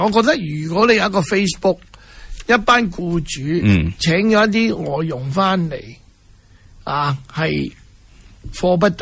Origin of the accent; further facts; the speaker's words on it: Hong Kong; 当然对我们香港人视香港为家的人呢，这个都是家门不幸